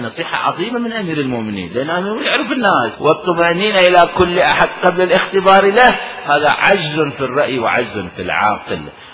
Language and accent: Arabic; Iraq; moved away; طلعونا احنا العراقيين، طلعونا من العراق صدام لعنة الله عليه وزمرة صدام البعثين، طلعونا من العراق ولا نملك شيئا